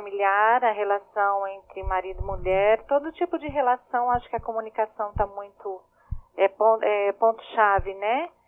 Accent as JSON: {"language": "Portuguese", "town": "Mogi das Cruzes", "region": "São Paulo", "country": "Brazil", "said": "Eu sou de Mogi."}